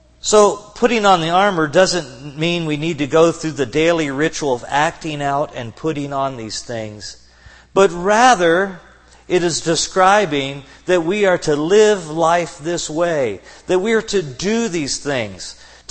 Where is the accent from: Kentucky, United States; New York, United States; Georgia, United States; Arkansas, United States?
Kentucky, United States; since I'm from Kentucky, I'm familiar with the battles between the moonshiners and the revenuers.